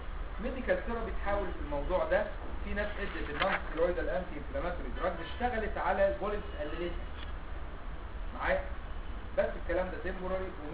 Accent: Egypt; النزيف عندنا في مصر هنا البواسير على طول نمره واحد

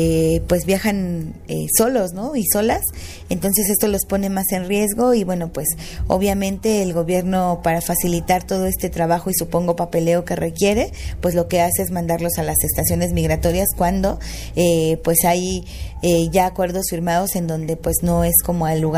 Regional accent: Mexico; existe esta doble moral de nosotros y nosotras como mexicanos

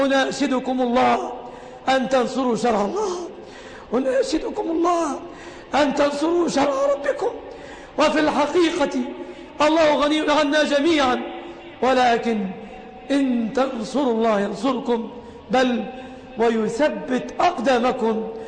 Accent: Egypt; يا ربنا احفظ بلادنا مصر آمنة مطمئنة

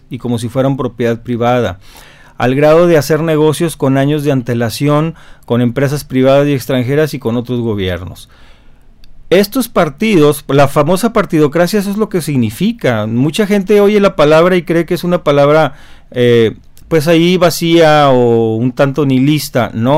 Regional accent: Mexico; y ahora pues se supone que somos los mexicanos y los chinos

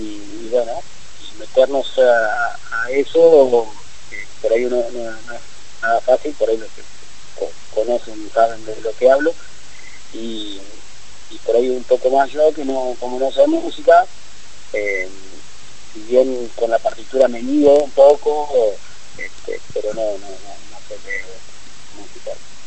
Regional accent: Colombia; tres somos colombianos, sí, Gabriel Campostrini, Juan y yo.

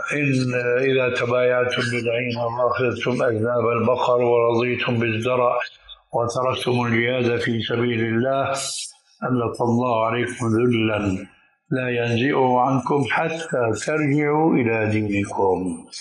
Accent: Syria; كانوا عندنا في الشام يسمونها بالبنطلون الإفرنجي

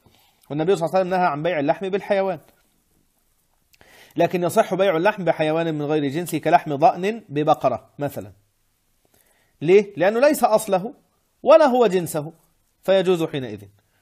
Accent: Egypt; الزلابية اللي هي معروفة عندنا في مصر بزلابية، ومعروفة عندنا بلقمة القاضي، ومعروفة هنا بلقيمات

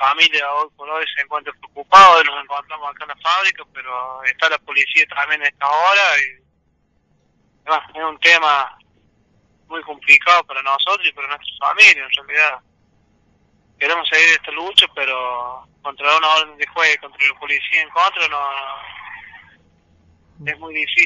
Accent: Villa Mercedes, San Luis, Argentina; como ciudadano de Villa Mercedes, porque nací acá en Villa Mercedes y soy de provincia de Salvita

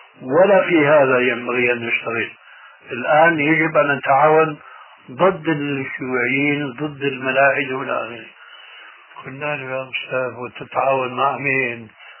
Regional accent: Syria; وهو يشير إلى بلدي يعني سوريا

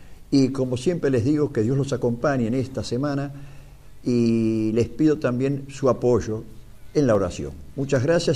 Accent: Argentina; no podemos vivir como ciudadanos argentinos amantes de la patria, de nuestra patria

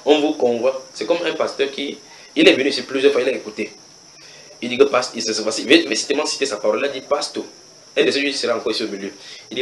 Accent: Cameroon; chez nous au Cameroun, on roule à droite.

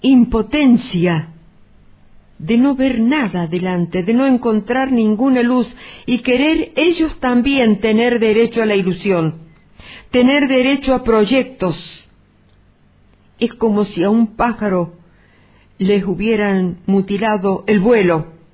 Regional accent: Tilquicho, Córdoba, Argentina; born there; pronto voy a cumplir 80 años, y aunque a ustedes les parezca mentira, yo nací en Tilquicho en el año 32

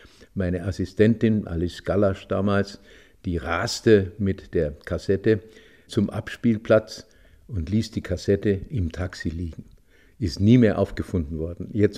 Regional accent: Bavaria, Germany; als Bayer, der aus den Bergen kam

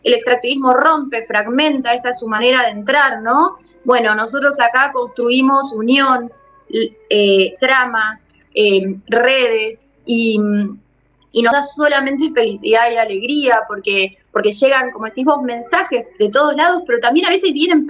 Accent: Tierra del Fuego, Argentina; de la Comunidad Costera, de Tierra del Fuego, Antártida, Isla del Atlántico Sur.

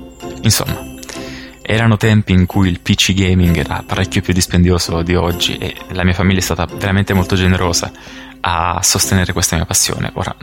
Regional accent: Basilicata, Italy; Io sono della Basilicata, dalle mie parti non c'era possibilità di acquistare alcun computer, a dire vero, nel mio piccolo paese, e in Basilicata c'erano sempre dei ritardi incredibili

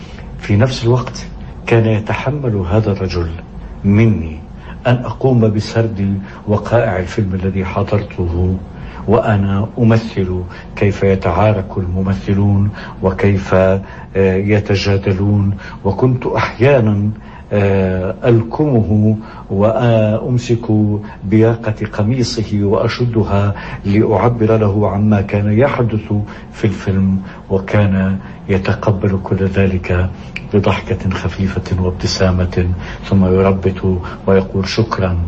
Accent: Kafr Ana, Palestine; وفي نفس الوقت كان في بلدتنا كفر عانة هو أول من اشترى جراموفون

